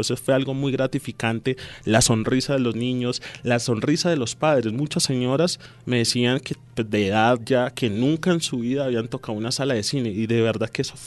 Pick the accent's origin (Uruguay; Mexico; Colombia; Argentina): Colombia; Soacha, Cundinamarca; yo crecí en Altos de Casuca, nací allí, crecí allí en mi infancia